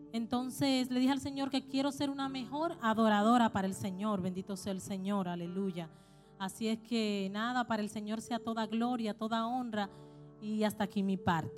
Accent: Dominican Republic; now in Chile; somos de la República Dominicana

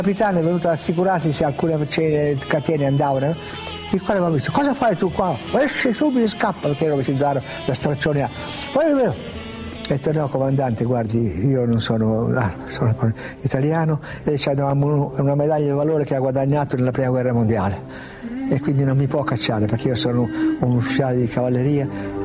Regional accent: Piedmont, Italy; E poi da piemontese fesso, testardo, io ho detto no, io devo andare.

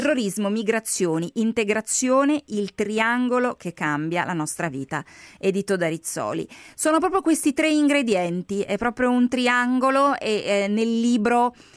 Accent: Switzerland; io sono svizzera

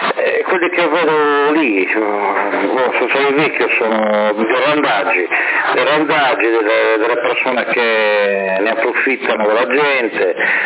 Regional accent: Sardinia, Italy; io non sono italiano, io non mi reputo un italiano, io sono nato in questa terra, mi reputo sardo, ma non italiano.

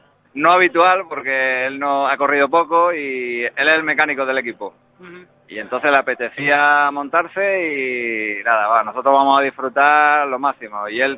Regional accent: Ubrique, Andalusia, Spain; Nosotros lo conocemos porque somos de Ubrique, pero quien venga de afuera, pues tiene que ser consciente que no lo es

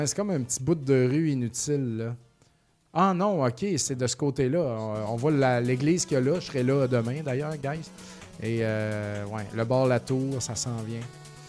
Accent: Quebec, Canada; Mais je viens, je viens de la Beauce. Personne m'a vraiment enligné là-dedans.

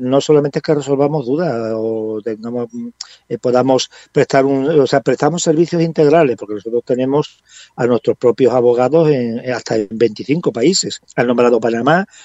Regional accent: Badajoz, Extremadura, Spain; ya decidí venirme a España, y qué mejor sitio que venirme no a Badajoz, que es mi tierra natal, y hace mucho calor o mucho frío, dependiendo del tiempo, la temporada, sino venirme a estas islas maravillosas nuestras. Y bueno, aquí estoy afincado

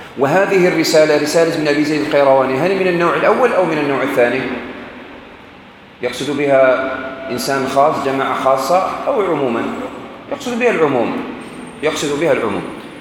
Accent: Algeria; وإحنا عندنا في الجزائر كما في تونس عندكم الباكور

